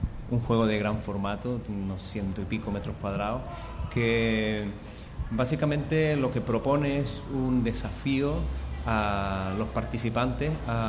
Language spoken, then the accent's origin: Spanish; Canary Islands, Spain; now in Catalonia, Spain; yo soy canario, pero que he emigrado en Cataluña.